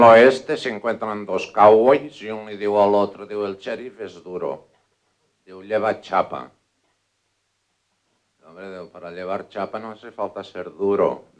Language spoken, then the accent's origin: Spanish; Spain; first language Catalan; Spanish is a second language; interpretarles unos cuantos chistes acudits, como digo en mi lengua madre